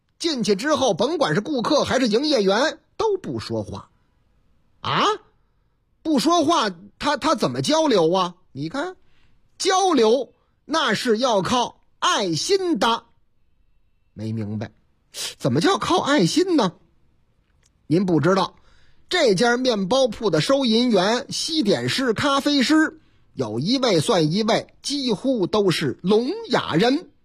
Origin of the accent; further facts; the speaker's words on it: Northeast China, China; accent: Northeastern; 哎呀妈呀，哎呀，怎么东北口音呢？你看这事儿是发生在我老家吗？